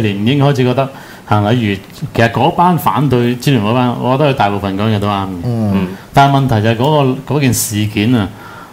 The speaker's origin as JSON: {"language": "Cantonese", "country": "Hong Kong", "said": "咁嗰個意志你強啲嘅時候，我哋香港人先會團結㗎嘛"}